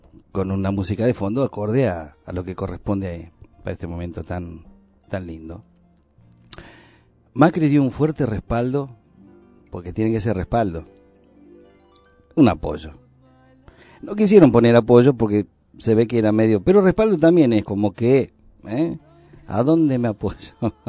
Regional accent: Argentina; Somos grandes los argentinos.

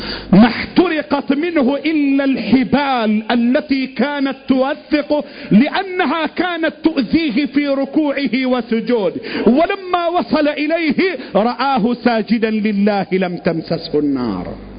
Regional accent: Egypt; اللهم احفظ لنا بلدنا مصر، اللهم احفظ بلدنا مصر

